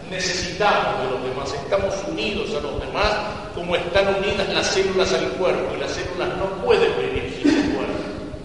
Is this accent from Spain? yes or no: no; Argentina; somos argentinos por nacimiento.